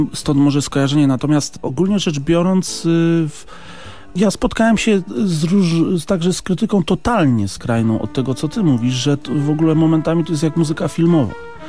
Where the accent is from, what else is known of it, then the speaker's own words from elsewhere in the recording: Elbląg, Warmian-Masurian Voivodeship, Poland; Jeszcze to w Elblągu, bo pochodzę z tamtych okolic.